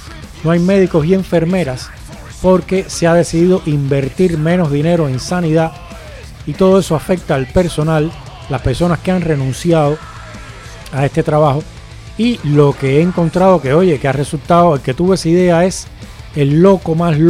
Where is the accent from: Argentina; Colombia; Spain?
Spain; lo estoy viendo como ciudadano español que soy, pero también lo estoy viendo como fuera